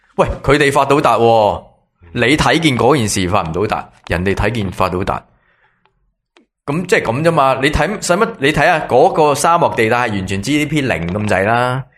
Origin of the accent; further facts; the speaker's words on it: Taiwan; 我觉得我系台湾人，